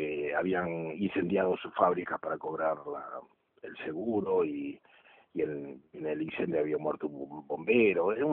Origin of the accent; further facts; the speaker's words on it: Argentina; también destinó todo el esfuerzo que teníamos como argentinos, como país, a un tema absolutamente secundario